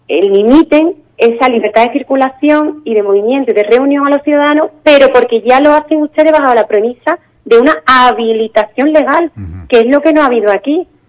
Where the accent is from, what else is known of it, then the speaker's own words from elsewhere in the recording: Spain; a mí, como ciudadana, como jurista, como española, como demócrata